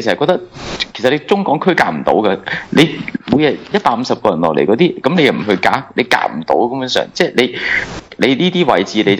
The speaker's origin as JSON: {"language": "Cantonese", "country": "Hong Kong", "said": "唔關我哋香港人嘅事"}